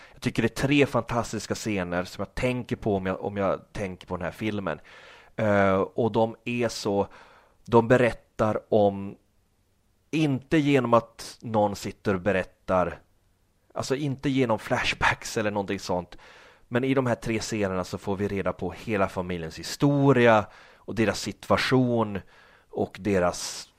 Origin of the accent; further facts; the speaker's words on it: Norrland, Sweden; Jag växte upp i Norrland liksom, utan coola filmkompisar